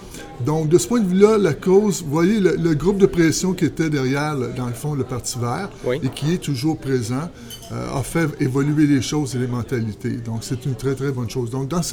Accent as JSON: {"language": "French", "town": "Montreal", "region": "Quebec", "country": "Canada", "tie": "born or raised there", "lives_now": "Rimouski, Canada", "said": "Non, je suis pas natif de la région. En fait, je suis natif de la région de Montréal, mais il y a déjà plus de 25 ans que je parcours la province, que je bourlingue un peu partout."}